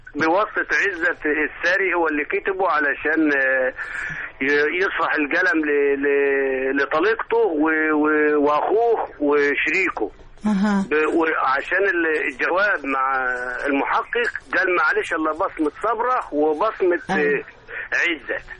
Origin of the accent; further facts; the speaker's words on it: Nassar, Kafr El Sheikh Governorate, Egypt; من محافظة كفر الشيخ قرية نصار.